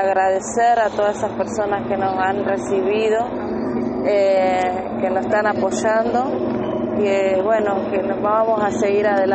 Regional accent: Neuquén, Argentina; Vinimos acá a Buenos Aires para visibilizar la búsqueda de mi hija a nivel nacional. Somos de Neuquén Capital.

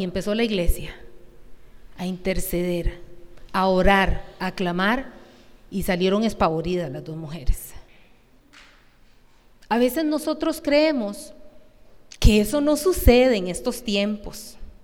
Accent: Costa Rica; Yo no quiero estar aquí como una tica linda

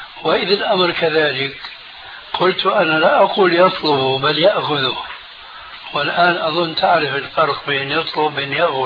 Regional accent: Syria; خلينا كما يقولون عندنا في سوريا نضربها على الهوية

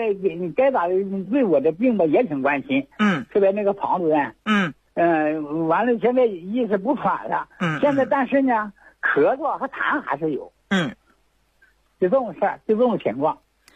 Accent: Chaoyang, Liaoning, China; 我是辽宁朝阳，朝阳市人。

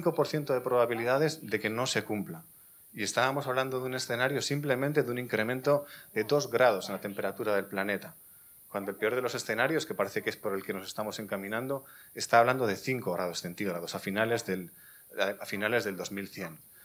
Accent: Vitoria-Gasteiz, Basque Country, Spain; Yo vengo de Vitoria-Gasteiz, que es fue hace unos años la Green Capital Europea, un modelo para Europa

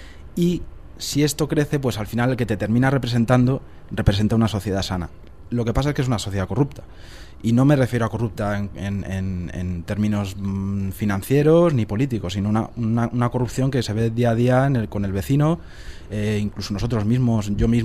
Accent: Spain; ¿Por qué siendo españoles habláis o cantáis en inglés, ¿no?

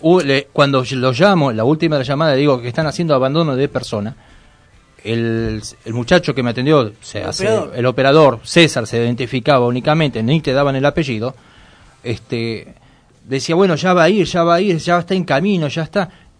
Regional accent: Tucumán, Argentina; now in Moreno, Argentina; Yo que vengo de Tucumán, estamos hablando de la provincia.

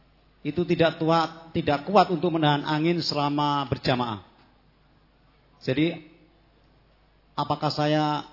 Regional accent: Gunung Kidul, Special Region of Yogyakarta, Indonesia; saya dari Gunung Kidul Handayani. … Binaan Wonosari.

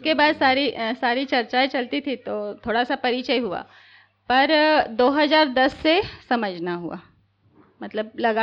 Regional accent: Chhindwara, Madhya Pradesh, India; मुझे यहाँ 5 साल हुए और छिंदवाड़ा जिले के रहने वाले हैं।

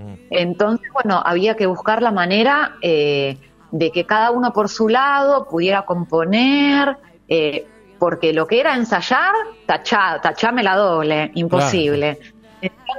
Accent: Quilmes, Buenos Aires Province, Argentina; nosotros, como vos decías, somos de acá, somos de Quilmes, somos locales.

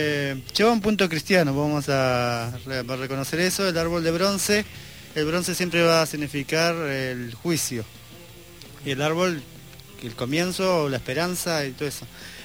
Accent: Escobar, Buenos Aires Province, Argentina; born there; now in Pilar, Argentina; Nací en Escobar.

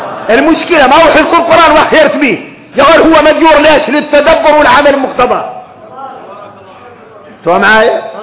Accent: Mauritania; ثم تعرفوا ان احنا موريتاني

